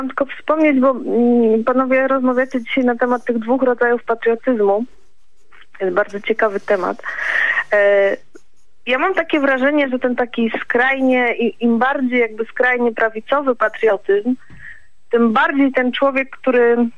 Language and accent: Polish; Silesian Voivodeship, Poland; I z racji miejsca urodzenia takich, którzy może, bo jestem ze Śląska, takich, którzy może niekoniecznie byli Polakami. I jednak czuję się osadzona w tej polskości.